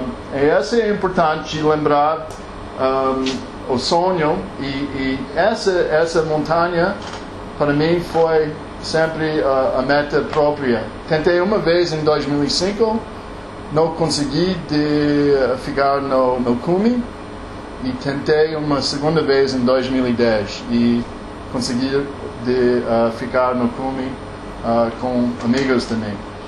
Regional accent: United States; Portuguese is a second language; sou americano. Trabalho aqui desde 2010. Meu português é mais ou menos.

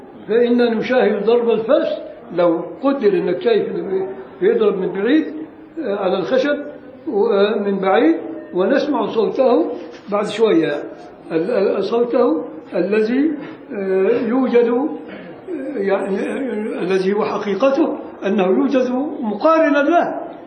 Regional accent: Egypt; عادة عندنا في مصر ما يسمعش

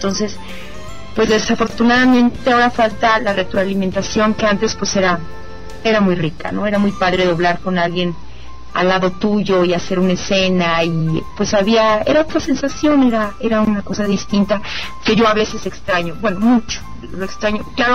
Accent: Mexico City, Mexico; yo soy chilanga y aquí casi ni me muevo de la Ciudad de México.

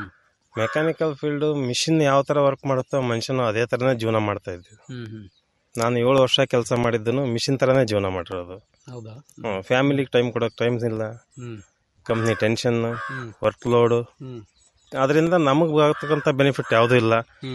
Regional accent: MBN Halli, Karnataka, India; ನಮ್ಮದು ಕೂಡ್ಲಿಗಿ ತಾಲೂಕು ಎಂಬಿಎನಹಳ್ಳಿ ಗ್ರಾಮ.

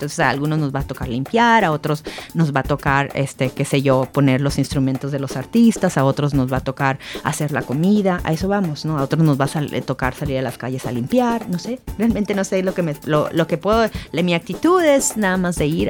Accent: Mexico; now in Japan; Nosotros vivimos en Japón y nuestra patria es México. Yo soy orgullosamente mexicana

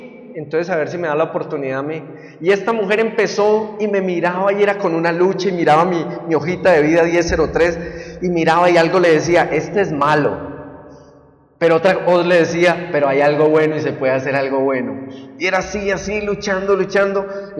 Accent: Buga, Valle del Cauca, Colombia; born there; yo nací en Bugavalle y como muchos en Colombia nací en un hogar muy disfuncional.

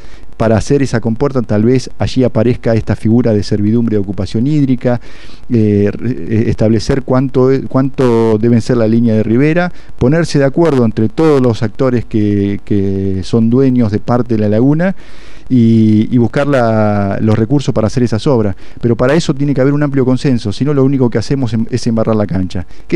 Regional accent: Saladillo, Buenos Aires Province, Argentina; no solamente los que somos de Saladillo

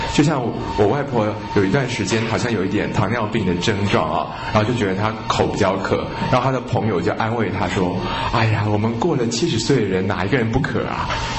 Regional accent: Taiwan; 我们台湾人哦，每天泡在这种90%、100%的湿度里面哦

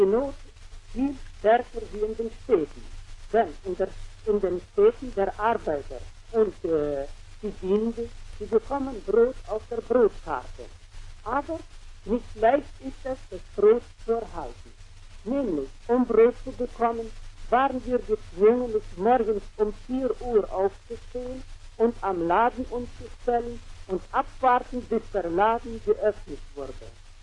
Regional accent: Orenburg, Orenburg Oblast, Russia; moved away as an adult; Ich bin aus Orenburg und habe die Möglichkeit gehabt, am 28. Juni Sowjetrussland zu verlassen. Es waren wohl viele Schwierigkeiten im Wege gelegt worden, aber doch ist es gelungen zu entfliehen. Ich lebte die letzten 2 Jahre in Orenburg

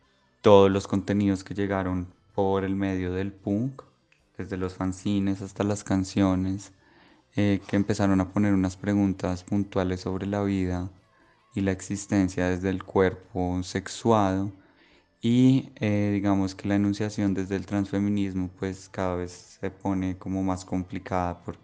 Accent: Bogotá, Colombia; born there; now in Medellín, Colombia; nací en Bogotá, pero vivo en Medellín como hace 12 años.

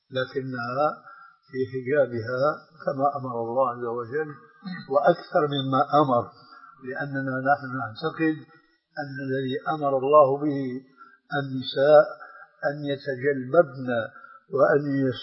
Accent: Damascus, Damascus Governorate, Syria; الآن أنت تعرف نوعا من هذه الفتيات التي يسمين عندنا في دمشق

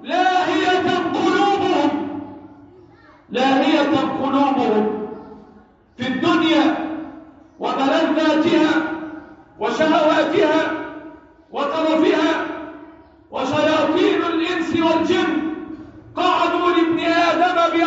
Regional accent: Egypt; اللهم احفظ بلدنا مصر وسائر بلاد المسلمين

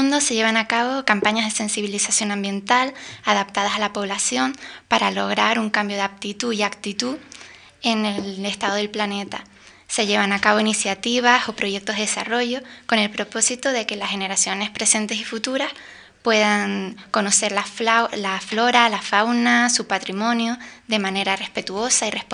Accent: Canary Islands, Spain; Y sobre todo en unas islas como las Canarias, en donde la economía se sustenta principalmente en el turismo. En mi opinión, los turistas vienen buscando nuestro clima, nuestros paisajes y ecosistemas tremendamente diversos y ricos

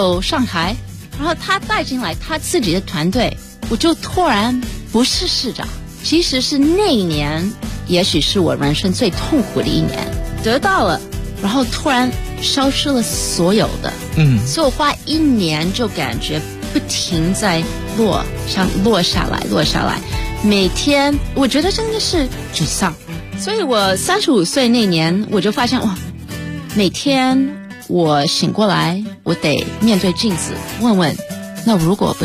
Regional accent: United States; 虽然我在美国长大，可是我的家庭是一个非常传统的中国家庭

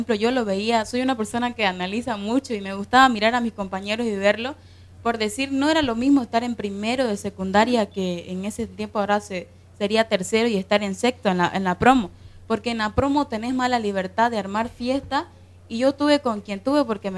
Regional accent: Guarayos, Santa Cruz, Bolivia; also born or lived in Guayaramerín, Beni; yo soy de Guarayos, pero también viví en una parte del Beni que se llama Guayaramerí. Y ambos son, hablemos de diferencia de cultura, siendo tierras cambas ambas

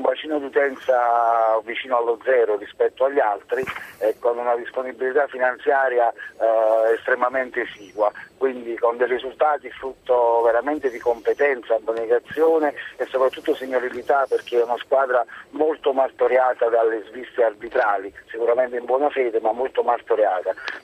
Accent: Naples, Campania, Italy; Mi premeva, insomma, sottolineare da napoletano

